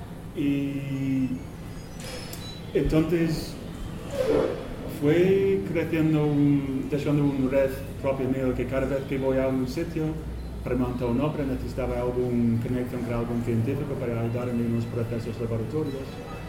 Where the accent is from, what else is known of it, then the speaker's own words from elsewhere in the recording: England, United Kingdom; Spanish is a second language; now in Spain; Soy inglés, pero llevo unas 8 años viviendo en España. Entonces espero que mi español sirve para explicar lo que quiero explicar.